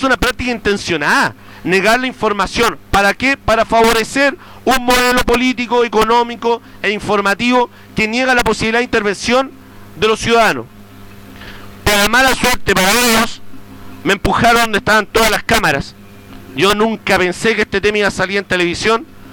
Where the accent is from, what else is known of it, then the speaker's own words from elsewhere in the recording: Limache, Valparaíso, Chile; yo soy de Limache